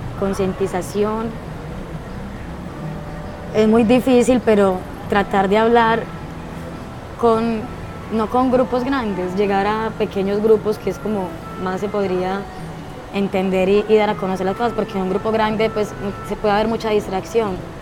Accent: Antioquia, Colombia; also born or lived in Santander; yo soy paisantanderiana. No soy ni paisa, no soy santanderiana, yo estoy entre Santander y entre Antioquia. Entonces, yo soy paisa santandereana y porteña, ribereña.

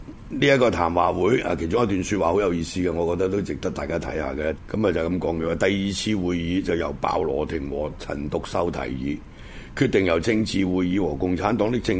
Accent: Guangdong, China; 又系我哋广东人啊，即系从情感上啊

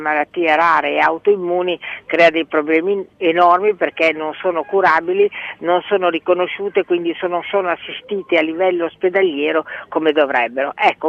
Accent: Bologna, Emilia-Romagna, Italy; moved away as an adult; now in Milan, Italy; La mia famiglia d'origine era un padre toscano e una madre lombarda di Como. E sono nata a Bologna, dove ho vissuto 20 anni, e poi mi sono trasferita a Milano perché mi sembrava che Milano nel 1961 fosse una terra di occasioni

